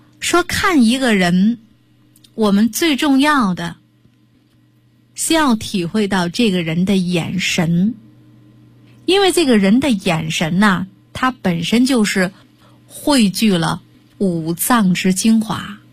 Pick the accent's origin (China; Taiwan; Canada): China; Shandong; 说用我们山东人说的话，这样的人就是魔怔